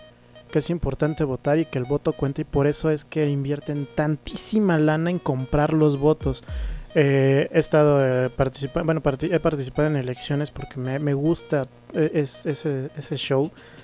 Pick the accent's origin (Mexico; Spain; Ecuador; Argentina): Mexico; como mexicanos somos muy de, ay, pues ya te eché una hojita